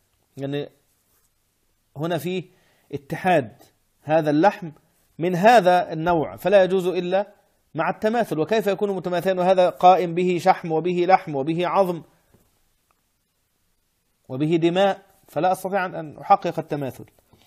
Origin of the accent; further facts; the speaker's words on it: Egypt; الزلابية اللي هي معروفة عندنا في مصر بزلابية، ومعروفة عندنا بلقمة القاضي، ومعروفة هنا بلقيمات